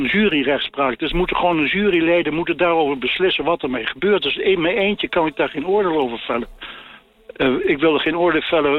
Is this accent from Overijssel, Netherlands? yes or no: yes; Zwolle, Overijssel, Netherlands; Ik kwam uit Zwolle en mijn vader was de predikant.